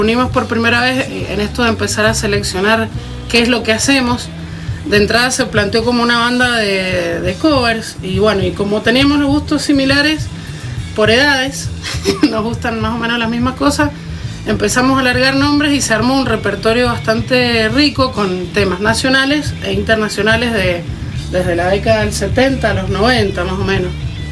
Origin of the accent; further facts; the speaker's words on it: Godoy Cruz, Mendoza, Argentina; Pero como yo soy de Godoy Cruz, me parece que...